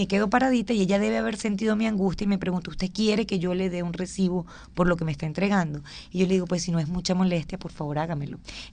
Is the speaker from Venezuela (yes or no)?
yes; Barquisimeto, Lara, Venezuela; yo vengo de Barquisimeto